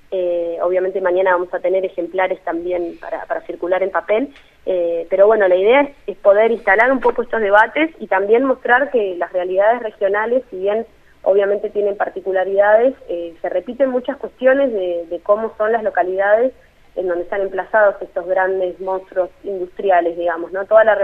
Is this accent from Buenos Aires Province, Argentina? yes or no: yes; La Plata, Buenos Aires Province, Argentina; que vamos a estar oficiando de anfitriones, somos de La Plata.